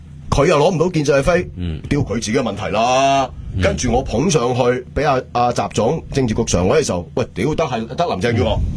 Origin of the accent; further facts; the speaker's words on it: Hong Kong; 你大镬过我香港人啊！